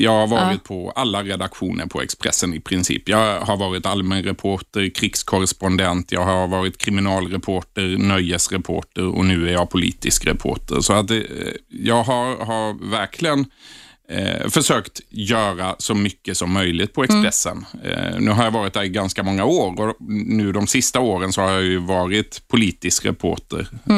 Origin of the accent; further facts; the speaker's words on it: Blekinge, Sweden; jag är från Blekinge